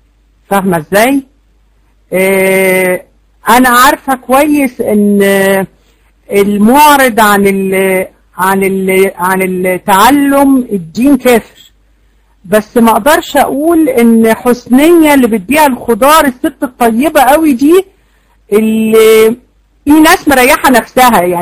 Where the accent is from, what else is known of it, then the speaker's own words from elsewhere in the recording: Egypt; احنا عندنا يا جماعة 70% جهلة في مصر. احنا عندنا في مصر 70% أميين